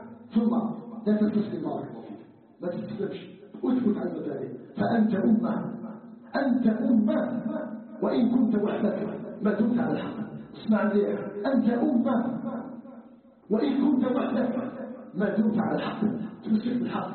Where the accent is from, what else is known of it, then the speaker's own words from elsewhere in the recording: Algeria; ان يجعل بلدنا الجزائر بلدا امنا مطمئنا